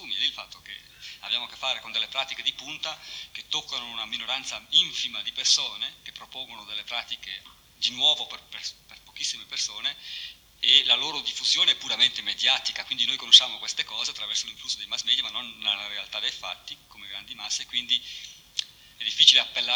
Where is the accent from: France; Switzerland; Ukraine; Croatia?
Switzerland; Io forse parlo così anche da svizzero, cioè in un contesto sociale come da noi